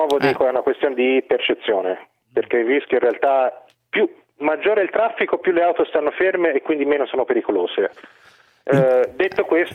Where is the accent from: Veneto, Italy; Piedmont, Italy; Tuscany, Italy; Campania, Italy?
Tuscany, Italy; anche se sono toscano